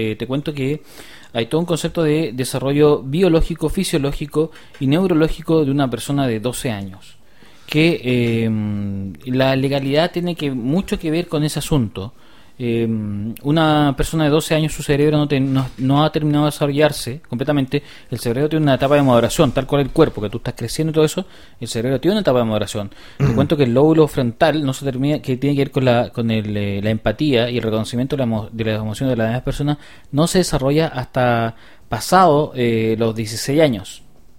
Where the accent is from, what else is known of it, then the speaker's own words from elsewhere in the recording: Chile; Sí, somos muchos. ¿Usted le parece que somos pocos? No, somos muchos. Somos muchos chilenos.